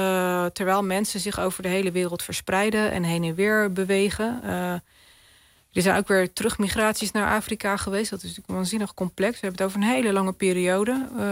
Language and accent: Dutch; Netherlands; born there; Ik ben in Europa geboren, in Nederland.